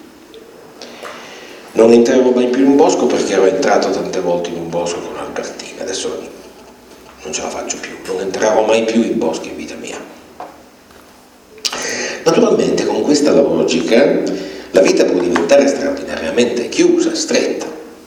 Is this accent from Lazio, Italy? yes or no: no; Piedmont, Italy; Una volta dalle mie parti di origine in Piemonte ero con un amico in macchina, erano le 7 di sera vicino ad Asti